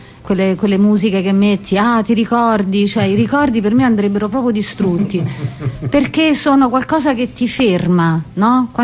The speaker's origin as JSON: {"language": "Italian", "town": "Terracina", "region": "Lazio", "country": "Italy", "tie": "born or raised there", "said": "E io sono cresciuta a Terracina da piccola, nell'adolescenza la mia casa era sul mare"}